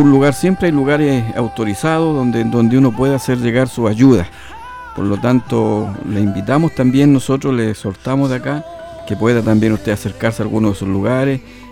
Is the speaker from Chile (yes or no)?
yes; Chile; Y nosotros, como buen chileno, la hacemos a todo, con todo, como decimos, ¿verdad?